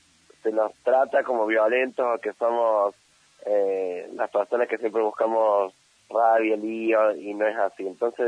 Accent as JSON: {"language": "Spanish", "country": "Argentina", "said": "porque todos somos argentines, o sea, todos somos argentinos"}